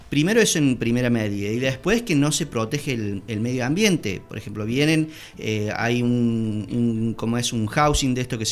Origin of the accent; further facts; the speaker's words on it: Córdoba, Argentina; now in Villa Allende, Argentina; Nosotros tampoco somos de Villa Allende, éramos de Córdoba, y siempre quisimos venir a Villa Allende por esa tranquilidad